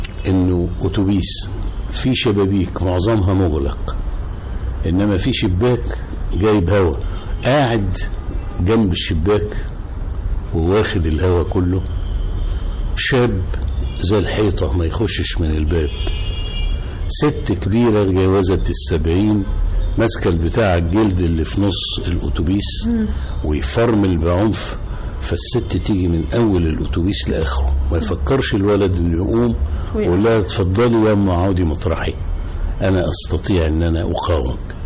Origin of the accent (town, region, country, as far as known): Cairo, Cairo Governorate, Egypt; born or raised there